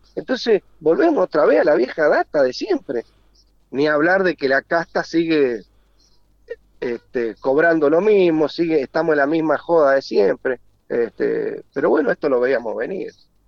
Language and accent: Spanish; Mendoza, Argentina; yo te voy a hablar como mendocino.